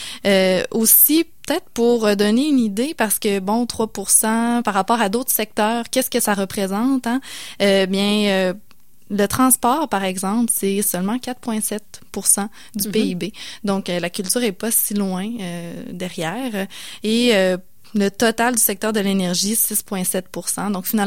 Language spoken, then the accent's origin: French; Quebec, Canada; on peut peut-être, pour certains, se sentir moins concerné par les présentes élections en tant que Québécois